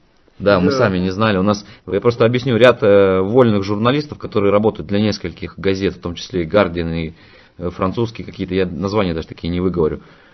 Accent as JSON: {"language": "Russian", "region": "Altai Krai", "country": "Russia", "said": "я с Алтая. Я тоже с Алтая"}